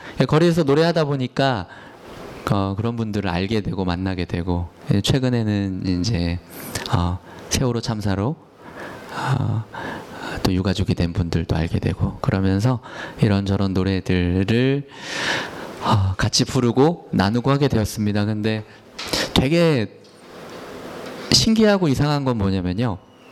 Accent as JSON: {"language": "Korean", "region": "Daejeon", "country": "South Korea", "tie": "born or raised there", "lives_now": "Seoul, South Korea", "said": "제가 고향이 대전인데 대전에는 좀처럼 그런 일이 없는데 이제 서울에 와서 살다 보니"}